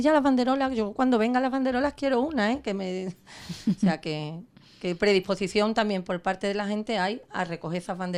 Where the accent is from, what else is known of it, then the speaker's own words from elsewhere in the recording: Ubrique, Andalusia, Spain; somos ubriqueños, gaditanos y andaluces